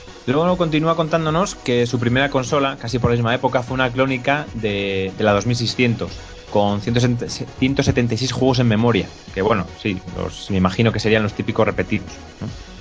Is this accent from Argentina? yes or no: no; Spain; habiendo cosas de por medio, según somos españoles